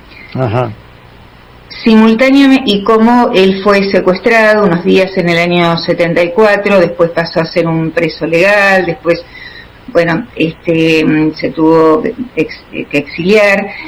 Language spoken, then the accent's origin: Spanish; Ingeniero White, Buenos Aires Province, Argentina; Mi pueblo de origen es el Ingeniero Guay, el puerto de Bahía Blanca.